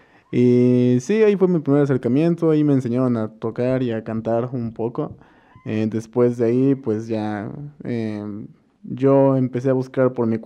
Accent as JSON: {"language": "Spanish", "town": "Amecameca", "region": "State of Mexico", "country": "Mexico", "tie": "born or raised there", "said": "Nací en Amecameca, en el pueblito cerca del volcán, San Pedro. Ahí crecí, ahí viví, de ahí son mis padres, toda mi vida he estado aquí. Y sí, fui a la Sor Juana, como la mayoría de aquí."}